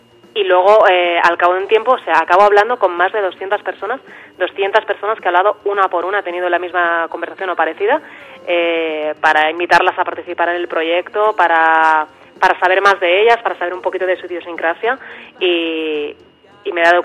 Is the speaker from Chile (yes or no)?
no; Barcelona, Catalonia, Spain; de Barcelona, y hace muchísimos años que me dedico a la fotografía